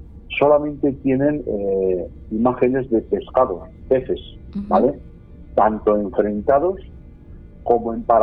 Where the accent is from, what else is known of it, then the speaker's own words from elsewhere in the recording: Aragon, Spain; Sí, como tú dices, es mi tierra, es donde tengo esa simbiosis tan especial. Es donde siempre quiero volver, ¿no? Es la zona que me ha visto crecer a mí.